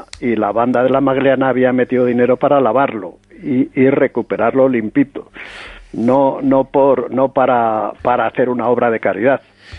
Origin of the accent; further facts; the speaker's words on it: Ávila, Castile and León, Spain; now in Madrid, Spain; porque yo soy de Ávila, de la diócesis de Ávila, y al o los obispos de Madrid, porque estoy en Madrid.